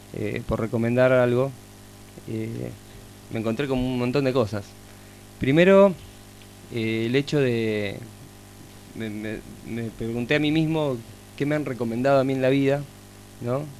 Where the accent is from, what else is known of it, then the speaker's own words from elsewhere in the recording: Argentina; creo una lectura fundamental para poder construir esa identidad como argentino y como latinoamericano